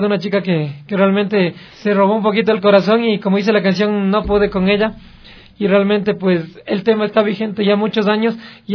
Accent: Quito, Pichincha, Ecuador; born there; Quito, que ha sido donde la ciudad donde yo nací y donde la ciudad donde yo me he puesto más retos.

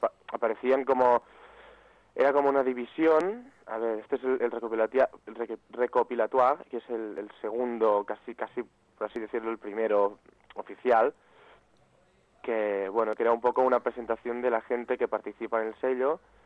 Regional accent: Barcelona, Catalonia, Spain; los dos que lo creamos somos de Barcelona, pero uno de los dos, yo soy el que actualmente está en Barcelona

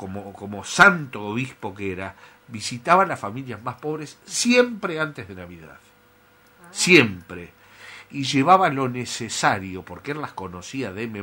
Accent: Azul, Buenos Aires Province, Argentina; yo me acuerdo en Azul, en mi patria chica, cuando yo tenía 5, 6, 7 años

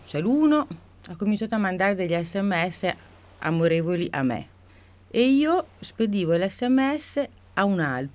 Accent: Emilia-Romagna, Italy; Poi io sono emiliana

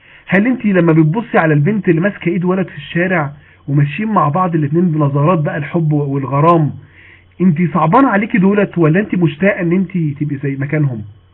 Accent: Mansoura, Dakahlia, Egypt; اعلى كلاس موجود عندنا في المنصوره

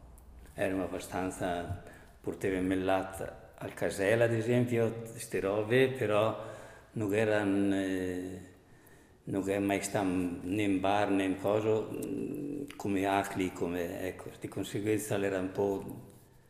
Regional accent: Besenello, Trentino-Alto Adige, Italy; sono nato a Vesnel, residente a Vesnel

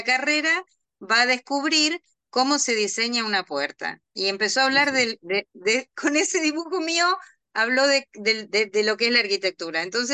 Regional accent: Casilda, Santa Fe, Argentina; also born or lived in Rosario; En realidad soy de Casilda, una ciudad cercana

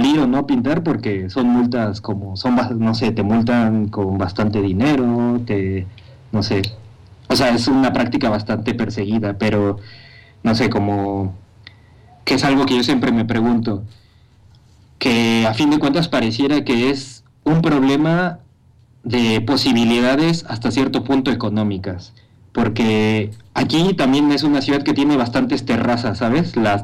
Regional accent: Mexico City, Mexico; now in Madrid, Spain; Yo soy del DF y yo sé que la imagen que mucha gente tiene del DF no se parece para nada a la imagen que yo he vivido

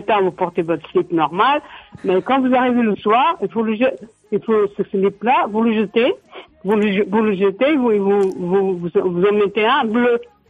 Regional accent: Portugal; now in France; moi, je suis donc de Pont-Voix de Lagnoso.

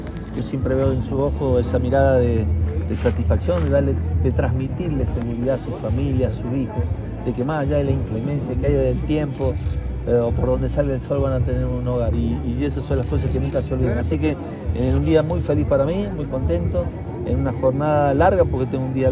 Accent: San Juan, Argentina; Acá somos todos sanjuaninos.

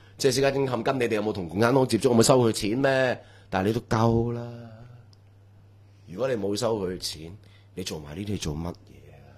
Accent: Hong Kong; 我哋香港人嚟

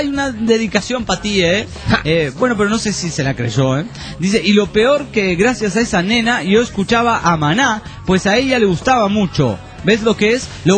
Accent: Pucallpa, Ucayali, Peru; de Pucallpa, Perú.

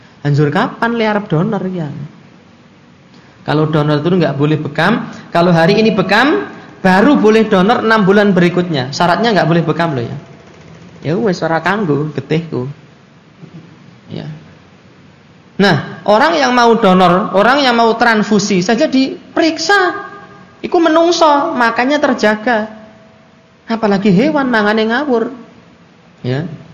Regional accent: Java, Indonesia; wong saya juga orang Jawa. Asli pakai shot, asli.

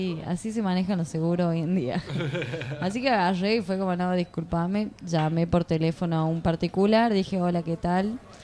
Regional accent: Jujuy, Argentina; No, había ido porque soy Jujeña.

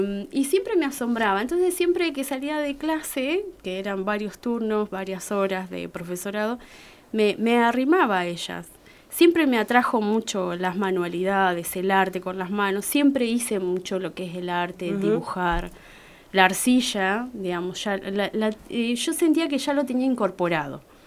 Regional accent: Uriburu, La Pampa, Argentina; De Uriburu.

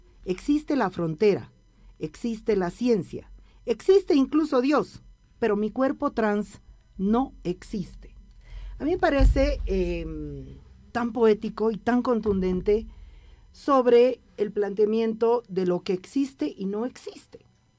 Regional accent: Bolivia; desde este lugar que ocupo como lesbiana, como mujer, como boliviana, entre comillas.

